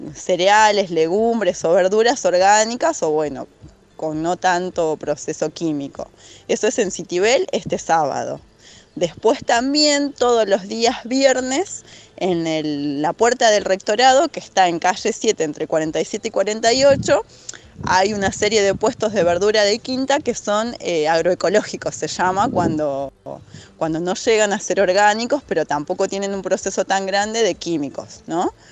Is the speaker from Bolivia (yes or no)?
yes; Tarija, Bolivia; yo que soy de Tarija, que es Bolivia, es zona de valle, donde se produce maní, maíz, papa.